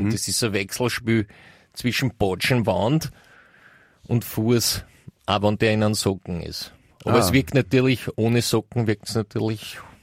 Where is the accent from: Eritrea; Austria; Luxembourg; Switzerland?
Austria; also zumindest nicht ich als Österreicher.